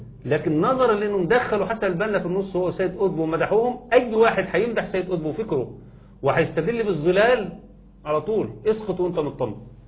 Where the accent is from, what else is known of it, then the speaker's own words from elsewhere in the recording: Egypt; انا حقي كمصري بغض النظر عن كوني بقى راجل ملتزم